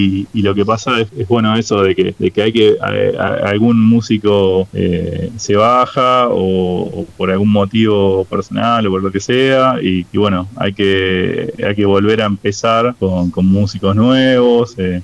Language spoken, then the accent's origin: Spanish; Burzaco, Buenos Aires Province, Argentina; somos de Bursaco, se forma en Bursaco la banda, la mayoría somos de acá de Bursaco